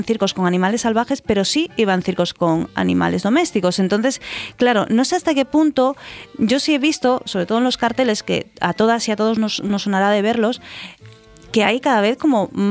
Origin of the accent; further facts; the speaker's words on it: Galicia, Spain; ahora mencionabas Galicia, yo soy de Galicia